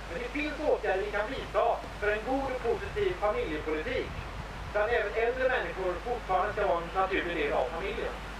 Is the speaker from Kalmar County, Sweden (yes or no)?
no; Gothenburg, Västra Götaland County, Sweden; jag kommer från Göteborg.